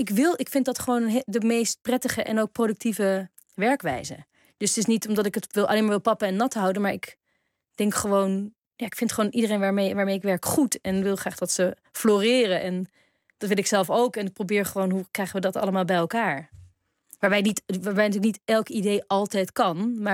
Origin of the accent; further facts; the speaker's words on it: Netherlands; toen ik opgroeide hadden we in Nederland 1, 2 en 3.